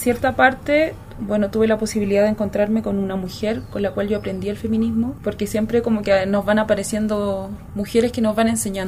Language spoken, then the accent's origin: Spanish; Chillán, Ñuble, Chile; soy chilena de nacimiento, chillaneja, siento que me representa un poco más cuando digo que soy chillaneja. Tengo 28 años